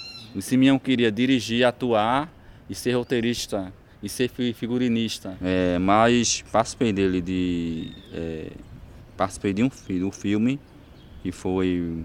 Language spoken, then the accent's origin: Portuguese; Belo Jardim, Pernambuco, Brazil; born there; tenho 42 anos, nasci em Belo Jardim, interior aqui do estado de Pernambuco, que fica a 181 quilômetros do Recife. Moro no sítio do Bredo